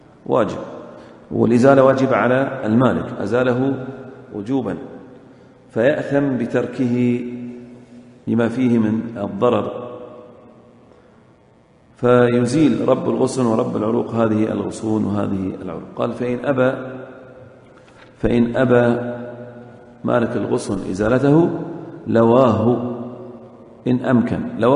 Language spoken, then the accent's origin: Arabic; Saudi Arabia; في السنوات الأخيرة عندنا في السعودية يضعون إيش؟ خرسانة